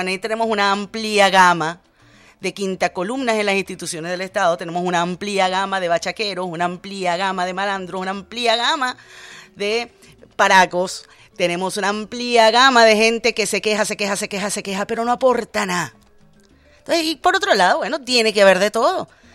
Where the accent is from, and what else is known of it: Venezuela